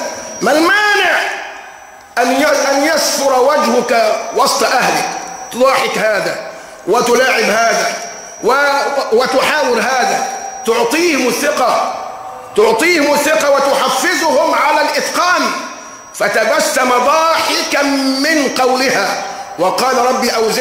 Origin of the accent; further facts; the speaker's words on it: Egypt; واعلم أن عندنا كمصريين من اللوازم الحياتية اللي احنا بنضرب بها المثل